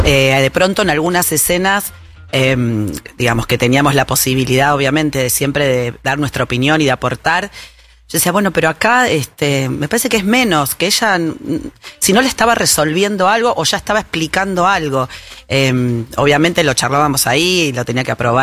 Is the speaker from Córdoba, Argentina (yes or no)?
no; Buenos Aires, Argentina; No sé, somos un poco del mismo pueblo, decimos nosotras. Somos las dos de Flores.